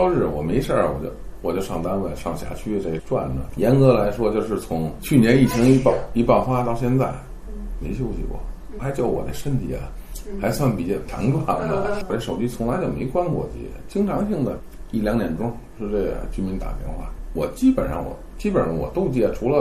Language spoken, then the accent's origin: Chinese; Beijing, China; 因为这块儿我就是土生土长那个本乡的人。